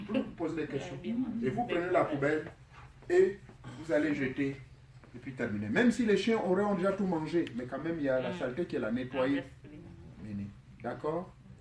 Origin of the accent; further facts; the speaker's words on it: United States; chez nous aux États-Unis, on appelle ça appartement studio.